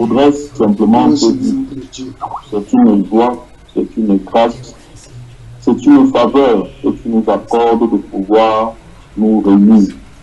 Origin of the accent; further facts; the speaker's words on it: Casablanca, Casablanca-Settat, Morocco; Donc, je disais que … de Casablanca.